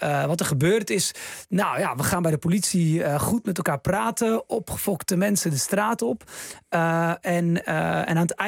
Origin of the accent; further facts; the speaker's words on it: Netherlands; born there; Ja, ik heb Marokkaanse roots. Ik ben geboren in Nederland, maar al mijn broers en zussen in Marokko.